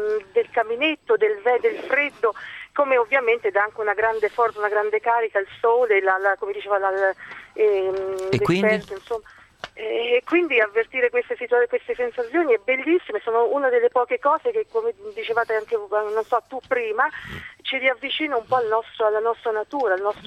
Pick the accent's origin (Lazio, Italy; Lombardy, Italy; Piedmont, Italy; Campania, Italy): Lazio, Italy; Rome; Io sono di Roma, però lavoro a Cervetri